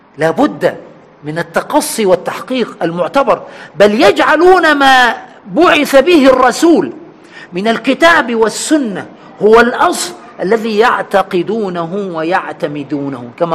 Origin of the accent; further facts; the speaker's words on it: Egypt; عندنا في مصر هنا العوام يقول فذلكة